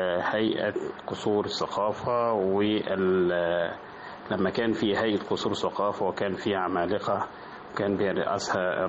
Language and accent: Arabic; Bani Ghalib, Asyut Governorate, Egypt; المكان الطفولة والذكريات هي قريتي في صعيد مصر اسمها بني غالب، ده تبع مركز أسيوط ومحافظة أسيوط، وده اللي أنا نشأت فيها وتعلمت فيها بداية من الكتاب والمرحلة الابتدائية،